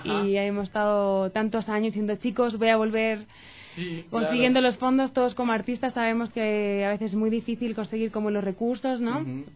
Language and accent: Spanish; Spain; mi acento delata que soy del viejo continente, soy española.